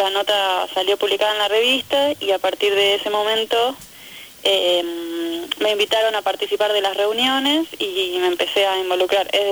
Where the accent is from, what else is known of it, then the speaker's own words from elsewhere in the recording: Salta, Argentina; now in La Plata, Argentina; Yo me había venido a estudiar a La Plata, bueno, yo vengo de Salta, me había venido a estudiar